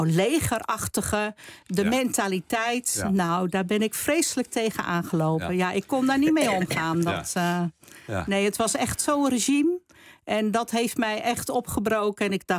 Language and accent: Dutch; Rotterdam, South Holland, Netherlands; born there; In Rotterdam.